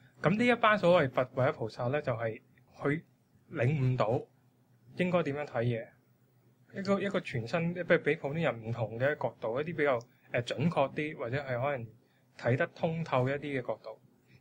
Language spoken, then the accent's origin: Cantonese; China; 其實因為我哋中國人啦，始終即係我哋都係即係農業社會啦